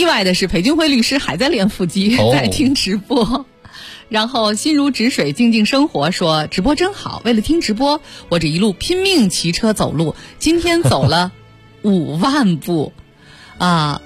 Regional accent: China; 所以我们中国人一直说要保持谦逊和低调

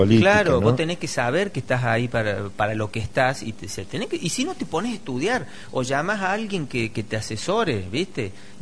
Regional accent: Córdoba, Argentina; También soy cordobés y he vivido el rally también de chico en mi zona y todo

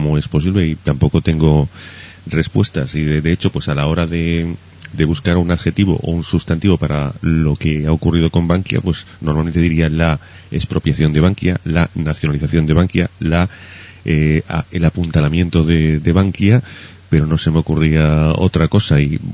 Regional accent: Spain; los que somos españoles ya estamos acostumbrados al surrealismo que preside este país habitualmente desde tiempos inmemoriales

